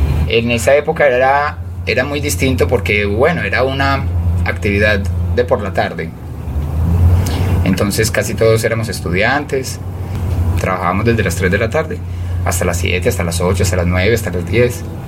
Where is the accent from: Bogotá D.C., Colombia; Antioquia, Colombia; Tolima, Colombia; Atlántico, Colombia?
Antioquia, Colombia; Envigado; los dos venimos de La Mina en Envigado, entonces hay como cierta... Y somos orgullosos de haber nacido